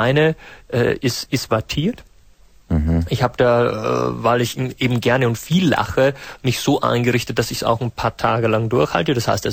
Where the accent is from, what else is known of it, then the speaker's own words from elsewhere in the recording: North Rhine-Westphalia, Germany; Ich komme aus Deutschland, in der Nähe von Krefeld.